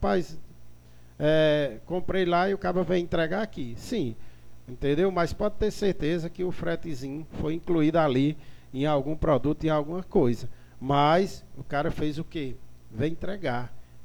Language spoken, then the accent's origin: Portuguese; Salitre, Ceará, Brazil; mas gastar eu vou gastar lá em Salitre, entendeu? Eu vou gastar lá na minha terra